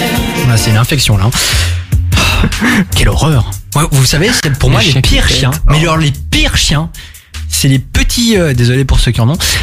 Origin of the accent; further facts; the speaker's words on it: Belgium; Troisième et dernière info, chez nous en Belgique